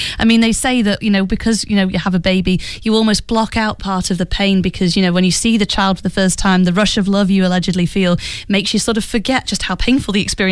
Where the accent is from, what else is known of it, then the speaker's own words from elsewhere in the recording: United Kingdom; it's also one that involves my home country, the UK.